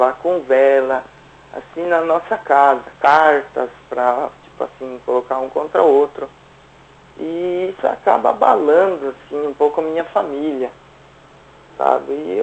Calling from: Santa Catarina, Brazil; Eu falo de Santa Catarina, eu não vou falar o local.

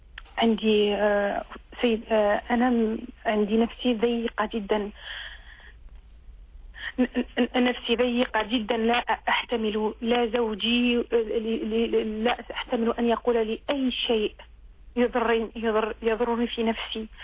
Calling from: France; من فرنسا، أريد سؤال

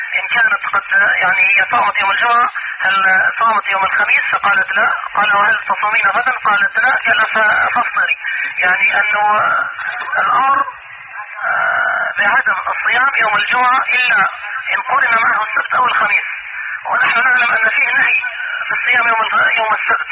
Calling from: Mecca, Makkah Province, Saudi Arabia; أنا بكلمك يعني من مكة

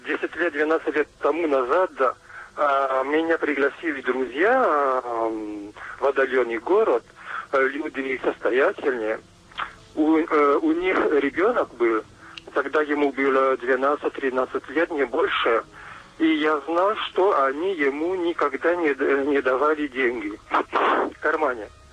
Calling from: Toulouse, Occitania, France; Russian is a second language; Я звоню из Франции, из юга Франции, Тулуза, рядом с Тулуза. Извините, я по-русски плохо говорю.

